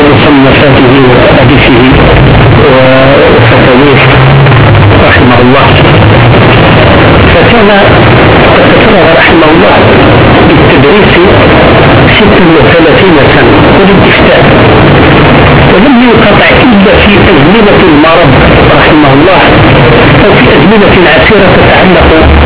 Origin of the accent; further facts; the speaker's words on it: Algeria; انظروا إلى علماء بلادنا الجزائر كيف كانوا ينظرون